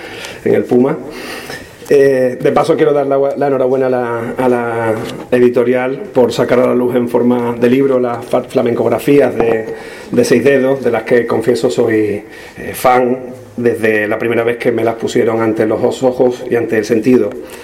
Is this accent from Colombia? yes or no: no; La Puebla de Cazalla, Andalusia, Spain; la reunión de Cantes Hondo de la Puebla de Cazalla, que es de donde yo vengo.